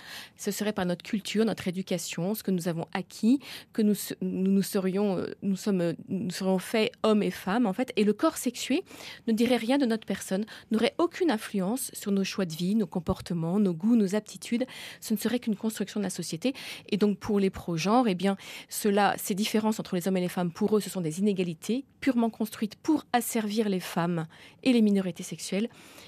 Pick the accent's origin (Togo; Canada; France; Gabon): France; Moi, comme je suis française